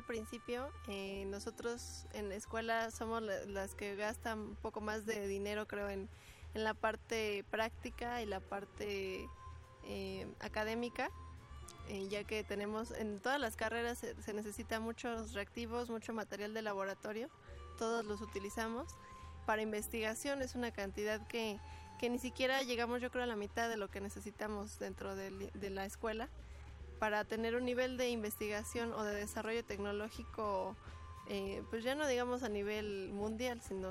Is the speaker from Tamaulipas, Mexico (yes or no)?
no; State of Mexico, Mexico; como en el caso mío, que vengo del Estado de México.